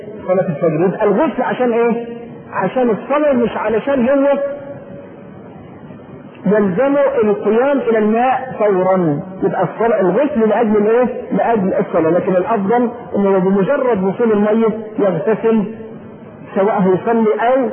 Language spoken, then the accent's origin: Arabic; Egypt; معلوم ان احنا كبلد ريفي ما طبعا مصر كلها